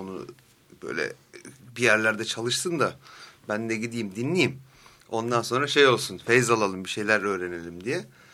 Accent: Antalya, Turkey; born there; Ben 76 senesinde dünyaya geldim. Antalya'da.

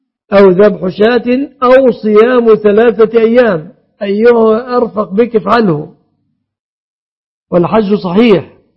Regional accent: Egypt; بلادنا مصر

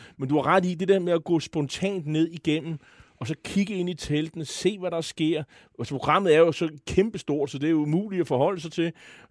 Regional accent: Copenhagen, Capital Region of Denmark, Denmark; som københavner er det velgørende

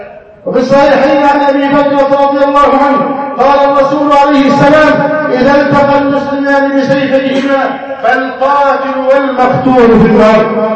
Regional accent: Egypt; ان يحفظ بلدنا مصر

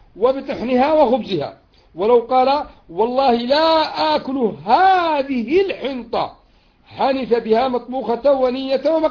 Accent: Yemen; وإن كان العرف عندنا في اليمن

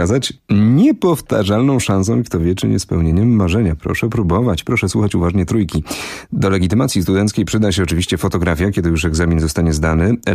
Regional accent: Kuyavian-Pomeranian Voivodeship, Poland; Wiem, że to jest kwestia regionu. Tak u mnie w Kujawsko-Pomorskim się mawia.

